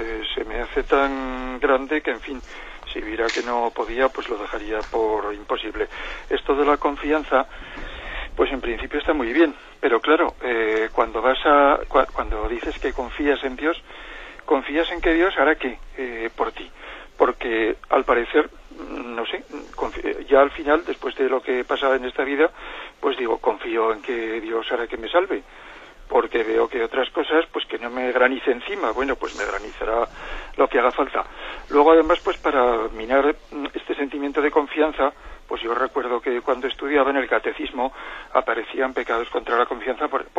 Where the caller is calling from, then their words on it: Zaragoza, Aragon, Spain; de Zaragoza.